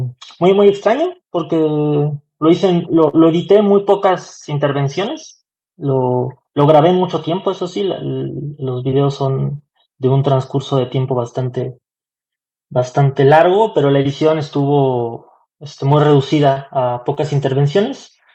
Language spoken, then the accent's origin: Spanish; Mexico City, Mexico; also born or lived in Xalapa, Veracruz; yo soy de la Ciudad de México, la mitad de mi vida, casi toda mi infancia la viví allá, y de ahí con mi familia nos venimos a Xalapa, Veracruz. Regresé a la Ciudad de México saliendo de la prepa para estudiar.